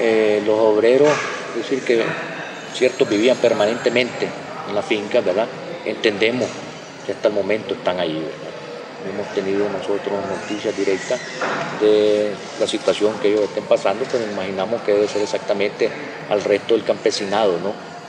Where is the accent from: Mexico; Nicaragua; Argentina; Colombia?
Nicaragua; como nicaragüenses nosotros mantenemos la tesis de que tenemos que admitir a todo aquel que quiera regresar a Nicaragua